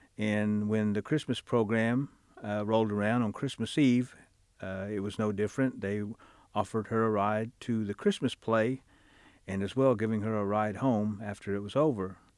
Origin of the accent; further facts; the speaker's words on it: Pryor, Oklahoma, United States; and I'm from Pryor, Oklahoma.